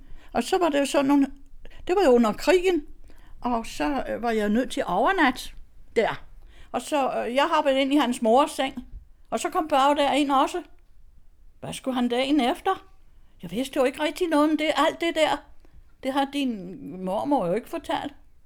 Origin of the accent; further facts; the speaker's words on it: Støvring, Central Denmark Region, Denmark; Jeg er vokset op i Støvring ved Randers, og der er jeg både født og vokset op.